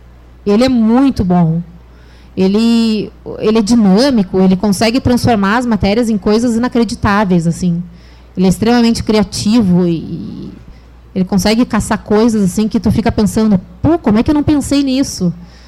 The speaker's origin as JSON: {"language": "Portuguese", "region": "Rio Grande do Sul", "country": "Brazil", "lives_now": "Rio de Janeiro, Brazil", "said": "quando a gente vem do Rio Grande do Sul, a gente acha que os melhores jornalistas estão no Rio de Janeiro"}